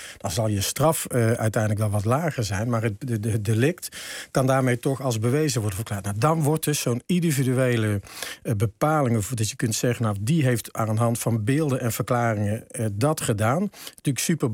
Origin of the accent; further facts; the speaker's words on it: North Brabant, Netherlands; Ik zou bijna zeggen, ja, ik ben zelf Brabander.